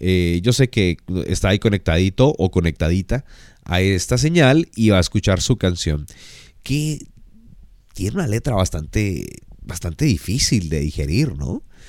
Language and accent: Spanish; Bogotá, Colombia; Soy de Bogotá, nací en tierra fría y detesto el frío.